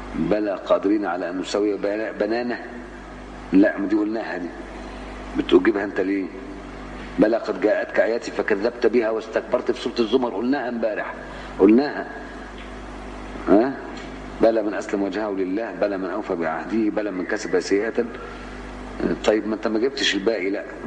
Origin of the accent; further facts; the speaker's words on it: Cairo, Cairo Governorate, Egypt; وكنت أروح ميدان الأوبرا في مصر وأنا قاهري